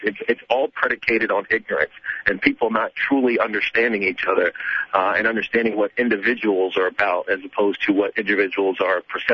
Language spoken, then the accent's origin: English; Virginia, United States; I grew up in Roanoke, Virginia, and not the city of Roanoke, Virginia, but the county of Roanoke, Virginia.